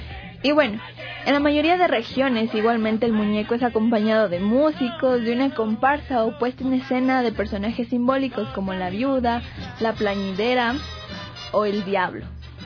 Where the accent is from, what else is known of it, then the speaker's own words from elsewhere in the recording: Ecuador; nos hacen como que unirnos un poquito más como familia, como personas, como ecuatorianos sobre todo